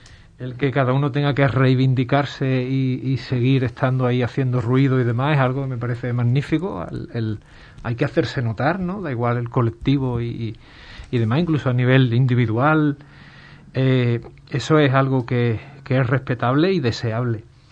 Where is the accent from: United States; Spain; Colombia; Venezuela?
Spain; Ubrique, Andalusia; como ha ocurrido aquí en mi pueblo, en Ubrique